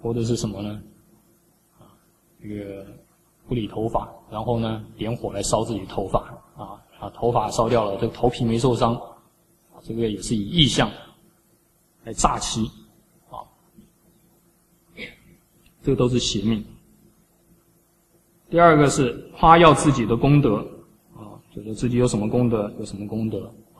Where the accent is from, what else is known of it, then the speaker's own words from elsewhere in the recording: China; 那为什么我们中国人供养祖先